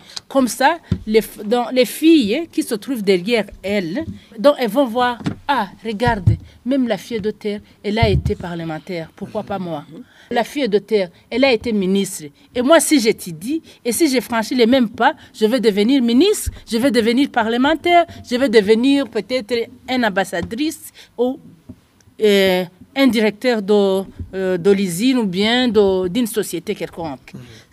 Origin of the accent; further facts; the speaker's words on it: Ngozi, Ngozi Province, Burundi; si moi, je suis de Ngozi, j'ai été élue dans la province de Ngozi.